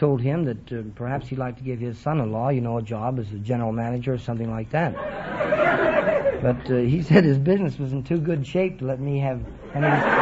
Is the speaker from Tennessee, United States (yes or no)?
no; Washington, District of Columbia, United States; born there; No, I was born in Washington, D.C.